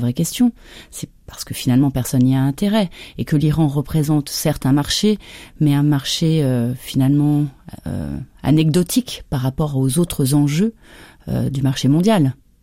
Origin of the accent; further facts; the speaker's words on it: France; Mais moi, en tant que Française, aucun problème.